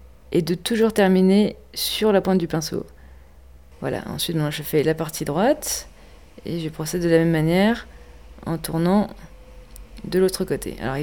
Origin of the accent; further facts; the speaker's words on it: Épinal, Grand Est, France; Alors je viens d'Épinal, je suis graphiste et peintre en lettres, et installée ici depuis 3 mois.